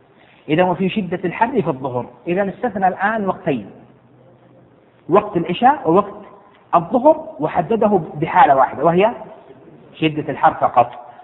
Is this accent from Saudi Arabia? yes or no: yes; Jeddah, Makkah Province, Saudi Arabia; وانت تعرف عندنا في جدة مثلا تمر علينا اوقات يعني حتى البسس تشتكي مو الاوادم، يعني حر شديد قيض شديد جدا